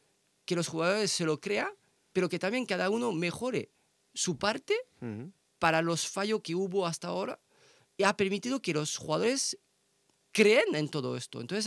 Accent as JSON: {"language": "Spanish", "town": "Elche", "region": "Valencian Community", "country": "Spain", "said": "somos de Elche y somos de para apoyar el club"}